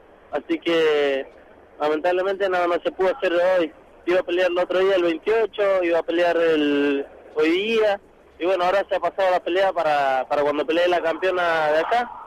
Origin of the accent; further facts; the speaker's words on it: Mendoza, Argentina; moved away as an adult; now in Buenos Aires, Argentina; a Buenos Aires, vine con lo poco y nada, una mano atrás y otra adelante, vengo a buscar un sueño, tuve que salir de Mendoza porque bueno, lamentablemente ayer no se me dan las posibilidades ni económicas ni de peleas tampoco